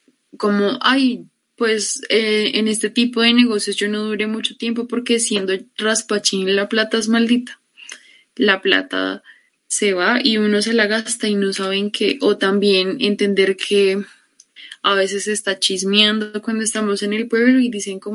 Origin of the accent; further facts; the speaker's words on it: Bogotá, Colombia; born there; a pesar de que yo nací en Bogotá, mi familia no lo es. Realmente la mayoría de mi familia proviene de Arauca, y mis abuelos, mis nonos son de Santander